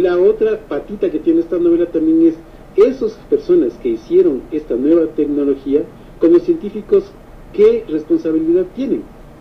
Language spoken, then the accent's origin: Spanish; Ecuador; lo que nosotros como ecuatorianos lo que nos limita siempre